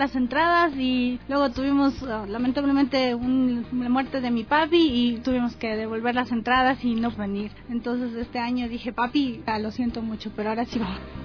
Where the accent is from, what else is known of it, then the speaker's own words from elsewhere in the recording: Baños, Tungurahua, Ecuador; Somos de Baños, llevamos varios años ya escuchándolas.